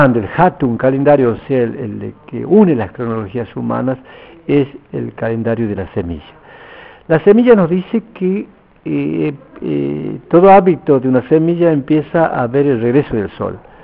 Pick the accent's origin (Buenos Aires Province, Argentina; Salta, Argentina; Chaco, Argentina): Salta, Argentina; Campo Quijano; Y yo vengo de Campo Quijano, la provincia de Salta, soy diaguita.